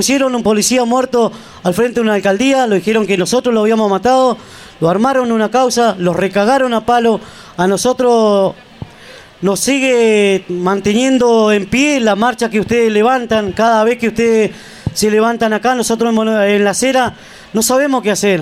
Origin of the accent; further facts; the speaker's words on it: Santa Cruz, Argentina; de donde soy yo, de allá de la acera Santa Cruz.